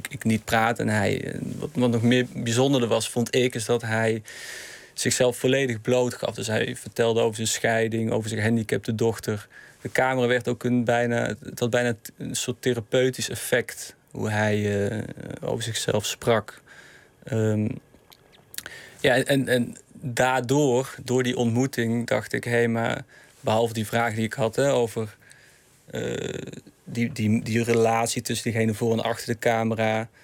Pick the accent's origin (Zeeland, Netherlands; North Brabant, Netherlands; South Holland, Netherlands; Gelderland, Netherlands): North Brabant, Netherlands; Eindhoven; Toen heb ik in Eindhoven, waar ik in de buurt waar ik ben opgegroeid, een soort voorstudie gedaan.